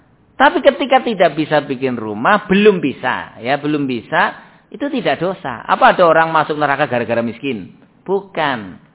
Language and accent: Indonesian; Java, Indonesia; kalau orang kita, orang Jawa kayak gini, ya belum tentu tergambar